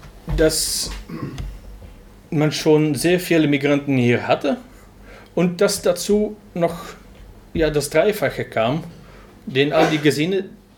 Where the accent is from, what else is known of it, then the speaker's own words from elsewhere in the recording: Flanders, Belgium; German is a second language; bei uns in Flandern und ich denke in ganz Westeuropa seinen Ursprung in die Immigration